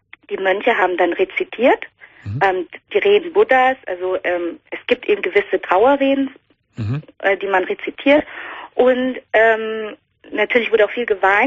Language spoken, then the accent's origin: German; Vietnam; Richtig, ich komme aus Vietnam.